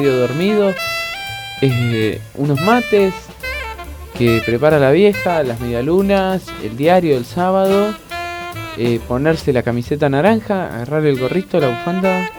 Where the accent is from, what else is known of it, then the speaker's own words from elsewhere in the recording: Berazategui, Buenos Aires Province, Argentina; Yo soy de Berazategui